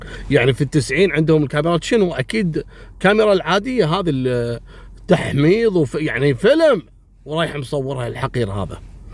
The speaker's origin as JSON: {"language": "Arabic", "country": "Kuwait", "said": "وإذا جاء يداوم في كلية الحقوق عندنا في الكويت يداوم على ويلتشير"}